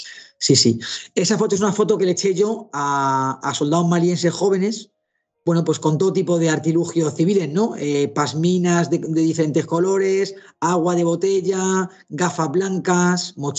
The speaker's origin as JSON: {"language": "Spanish", "country": "Spain", "said": "Así somos los españoles."}